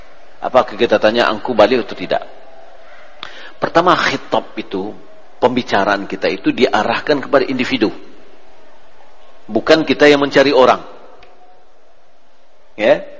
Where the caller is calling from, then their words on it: Ampek Angkek, West Sumatra, Indonesia; Assalamualaikum Buya, saya dari Ampe Angke.